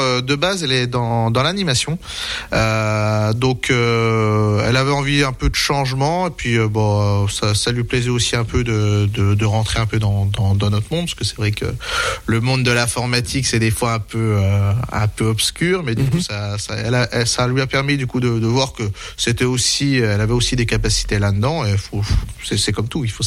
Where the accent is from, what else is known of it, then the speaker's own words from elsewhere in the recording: La Forge, Grand Est, France; donc moi je suis originaire d'ici, donc j'ai grandi à la Forge entre Remiremont et Gérardmer.